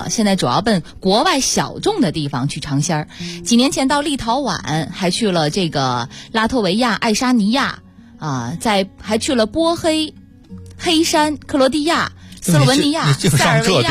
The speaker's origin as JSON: {"language": "Chinese", "region": "Guangxi", "country": "China", "tie": "born there", "said": "我就生在那儿。"}